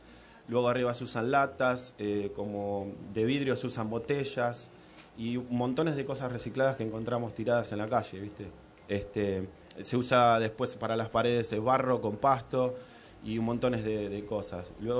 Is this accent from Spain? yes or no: no; Moreno, Buenos Aires Province, Argentina; yo, que vengo de Argentina, de Buenos Aires, y nací acá en Moreno